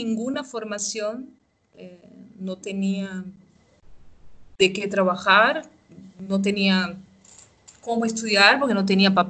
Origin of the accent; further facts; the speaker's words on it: Cuba; now in Brazil; Desde el momento que salí de Cuba, cuando pasamos por Panamá, que se veía la pobreza, que la gente en Panamá no hablaba español, hablaba inglés. Y era súper extraño ver todo eso. Y al llegar a Brasil